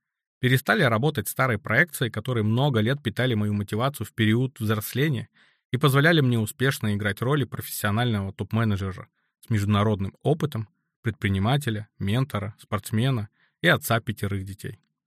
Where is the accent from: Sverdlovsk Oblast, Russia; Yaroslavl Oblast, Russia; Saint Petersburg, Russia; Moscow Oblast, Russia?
Sverdlovsk Oblast, Russia; Rezh; в городе Реж, Свердловской области, откуда я родом.